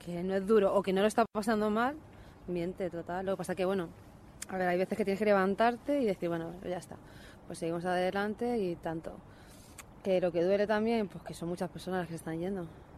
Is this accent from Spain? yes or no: yes; Spain; also born or lived in Morocco; Yo soy nacida en Marruecos y criada aquí. Primero vino mi padre, luego vino mi madre y nos trajo, claro.